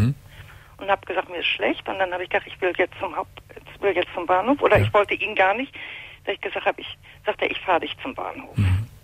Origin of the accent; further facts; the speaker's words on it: Hamburg, Germany; bei den Pflegeeltern war ich auf dem Lande und ich komme ursprünglich aus Hamburg